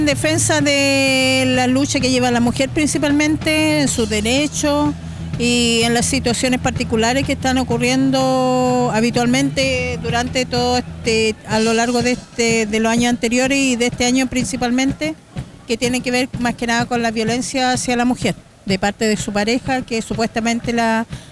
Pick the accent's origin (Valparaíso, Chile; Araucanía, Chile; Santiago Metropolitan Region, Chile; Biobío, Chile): Araucanía, Chile; Temuco; Vengo de Temuco y soy parte de la Casa Autogestionada de Mujeres de Gulumapu